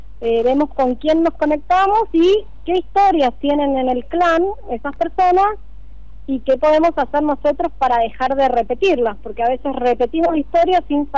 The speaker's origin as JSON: {"language": "Spanish", "region": "Buenos Aires", "country": "Argentina", "lives_now": "Mendoza, Argentina", "said": "Yo soy de Buenos Aires, pero vivo en Mendoza."}